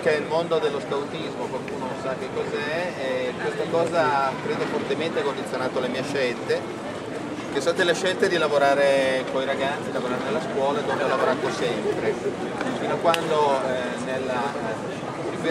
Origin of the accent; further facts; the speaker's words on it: Como, Lombardy, Italy; io sono Comasco